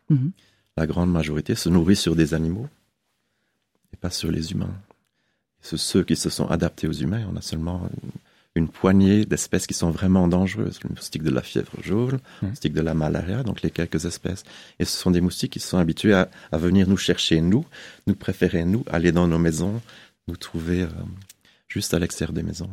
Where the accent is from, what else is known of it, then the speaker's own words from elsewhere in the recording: Belgium; Je suis belge